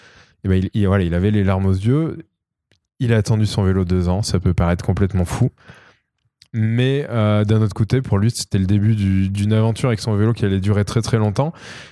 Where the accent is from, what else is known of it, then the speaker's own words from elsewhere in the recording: Pont-du-Château, Auvergne-Rhône-Alpes, France; born there; la ville dans laquelle je suis né, qui est Pont-du-Château à côté de Clermont-Ferrand. Alors voilà, moi je suis né à Pont-du-Château